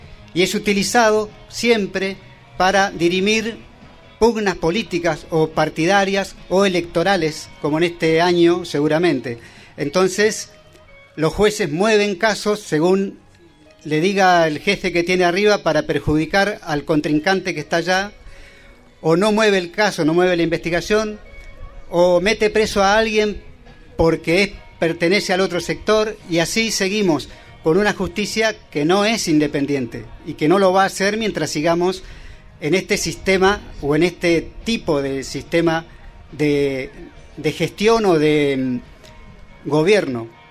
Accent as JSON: {"language": "Spanish", "region": "Chubut", "country": "Argentina", "said": "ya que venimos del noroeste del Chubut"}